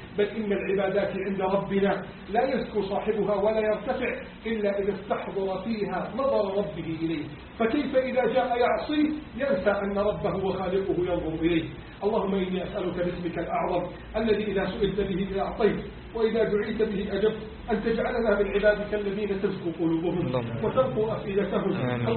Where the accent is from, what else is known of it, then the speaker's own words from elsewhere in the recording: Egypt; اللهم احفظ بلدنا مصر من كيد الكائدين وعز الحاقدين وتربص الظالمين